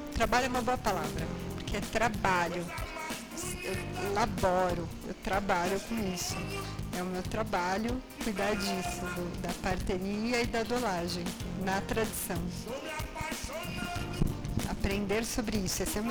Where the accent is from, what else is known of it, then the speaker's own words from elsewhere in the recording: São Paulo, Brazil; Porque o comum, eu sou de São Paulo, e o comum é você jogar fora e comprar outro.